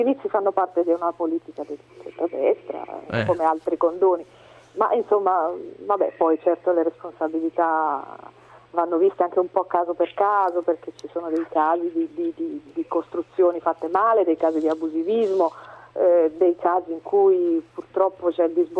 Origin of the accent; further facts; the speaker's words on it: Carrara, Tuscany, Italy; io adesso questa domanda la fai a una carrarina, no? Io sono di Carrara